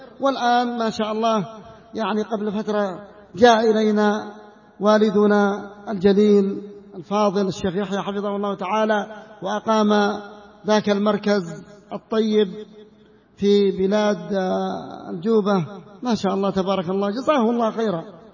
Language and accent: Arabic; North Yemen, Yemen; في البلاد اليمنية، حتى في المناطق الذي يسمى محتلة عندنا في الشمال